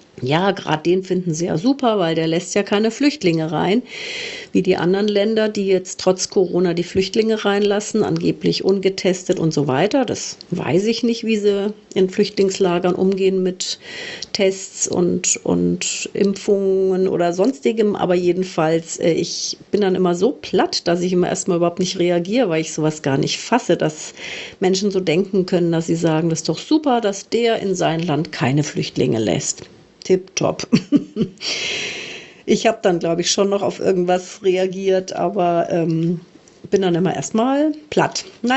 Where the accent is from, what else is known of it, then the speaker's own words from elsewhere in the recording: Munich, Bavaria, Germany; und ich bin aus München